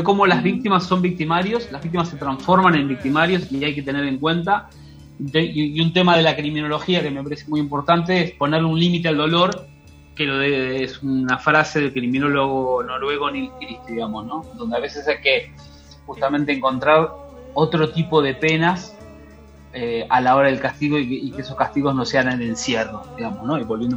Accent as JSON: {"language": "Spanish", "country": "Argentina", "tie": "born there", "said": "Nací en Argentina"}